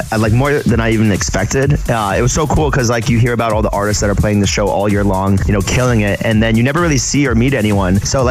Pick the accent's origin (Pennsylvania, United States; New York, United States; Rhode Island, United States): New York, United States; New York City; We're from New York, the MSG, it's like a legendary place to play.